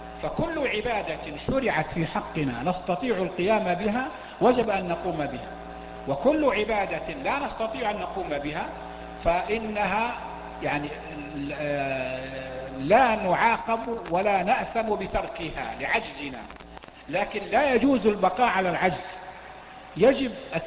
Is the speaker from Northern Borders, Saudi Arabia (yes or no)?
no; Mecca, Makkah Province, Saudi Arabia; مكة عندنا في مكة نفس الشيء، تأتي السيول ونغرق في شبر ماء كما يقال